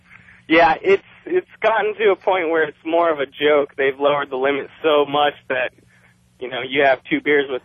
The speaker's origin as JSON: {"language": "English", "town": "Scottsdale", "region": "Arizona", "country": "United States", "tie": "born or raised there", "said": "I grew up in Scottsdale, Arizona."}